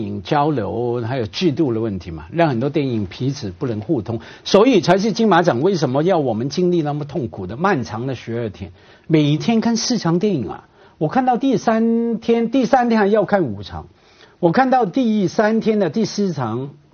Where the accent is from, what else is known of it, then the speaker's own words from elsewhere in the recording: Hong Kong; 我一个香港人啊在大城市长大